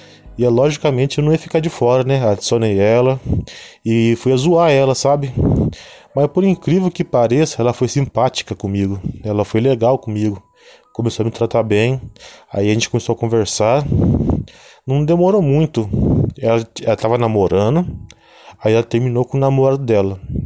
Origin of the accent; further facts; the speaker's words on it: São José dos Campos, São Paulo, Brazil; Isso porque eu sou de São José dos Campos, São Paulo, interior de São Paulo.